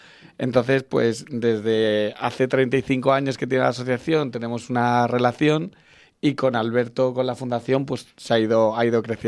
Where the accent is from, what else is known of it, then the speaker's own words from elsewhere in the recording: Pinto, Community of Madrid, Spain; yo soy de Pinto de toda la vida